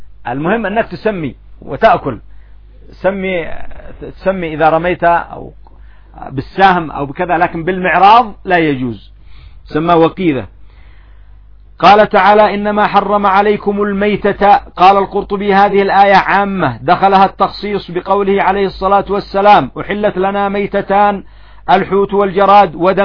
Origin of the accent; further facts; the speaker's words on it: Yemen; الفدرة هذه ايش عندنا في اليمن؟ الفدرة الخبز، قطعة الخبز اصلا لغة عامية لكن لها اصل